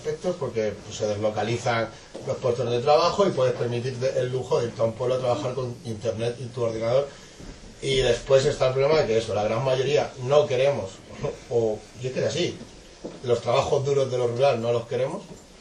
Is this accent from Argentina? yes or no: no; Region of Murcia, Spain; Pero soy de Murcia, además.